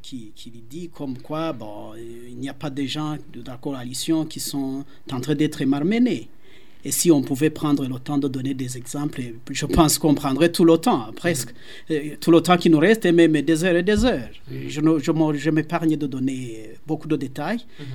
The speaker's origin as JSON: {"language": "French", "country": "Burundi", "said": "Nous sommes des Burundais à part entière, nous sommes des citoyens burundais et nous avons les droits et les devoirs, bien sûr, et nous devons jouir des mêmes droits que tous les autres Burundais."}